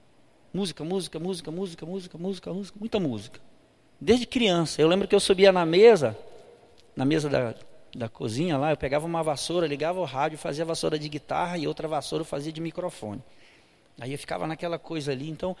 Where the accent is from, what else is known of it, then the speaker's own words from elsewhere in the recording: Belém, Pará, Brazil; eu sou natural de Belém do Pará